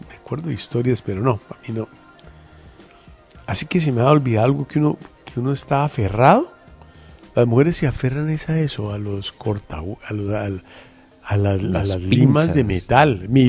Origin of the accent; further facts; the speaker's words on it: Colombia; que finalmente somos todos los colombianos